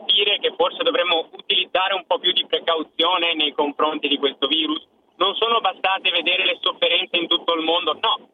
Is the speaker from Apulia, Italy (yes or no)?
no; Padua, Veneto, Italy; Vede, io vengo da Padova